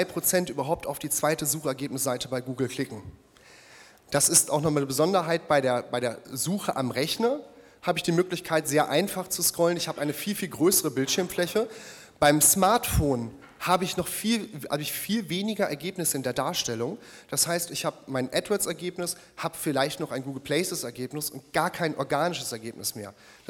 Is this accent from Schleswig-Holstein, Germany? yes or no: no; North Rhine-Westphalia, Germany; born there; Ich habe gerade eben schon erwähnt, gebürtiger Ostwestfale.